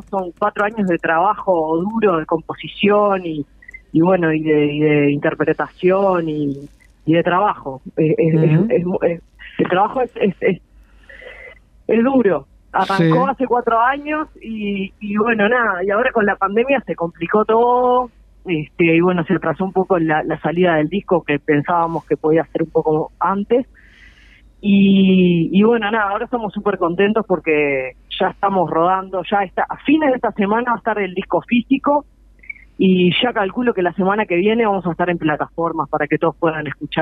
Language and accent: Spanish; Montevideo, Uruguay; Sí, mirá, somos, la mayoría somos de Montevideo